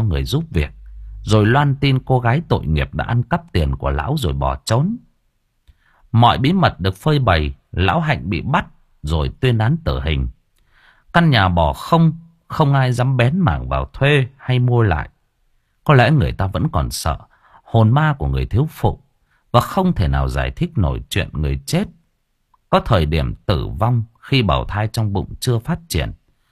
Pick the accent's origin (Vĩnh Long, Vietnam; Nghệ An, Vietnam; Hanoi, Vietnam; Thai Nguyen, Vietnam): Thai Nguyen, Vietnam; tôi sinh ra và lớn lên ở Thái Nguyên, và tôi lớn lên trong đúng cái giai đoạn mà cái thành phố Thái Nguyên của chúng tôi nó hỗn loạn nhất